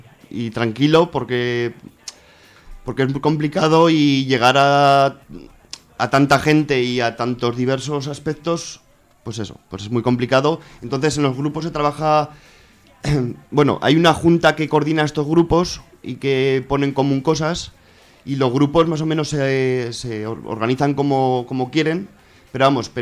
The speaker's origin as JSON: {"language": "Spanish", "region": "Aragon", "country": "Spain", "tie": "born or raised there", "said": "del Bajo Aragón, uh-huh, en mi pueblo."}